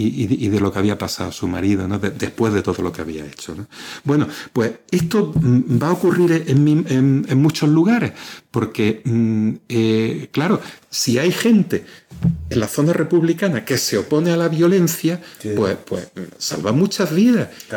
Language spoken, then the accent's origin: Spanish; Torrox, Andalusia, Spain; en mi pueblo, en Torrox, pues mataron a tres personas durante este periodo